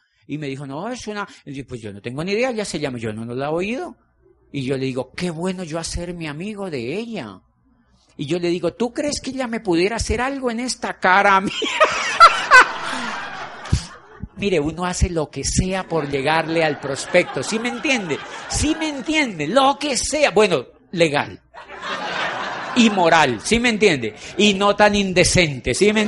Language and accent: Spanish; Colombia; Yo le dije, yo soy de Colombia.